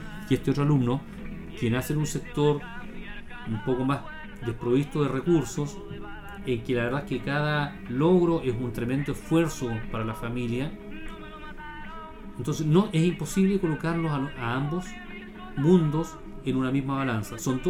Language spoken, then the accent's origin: Spanish; Bulnes, Ñuble, Chile; born there; O ya de Bulnes, porque yo nací en Bulnes, así que me hago cargo.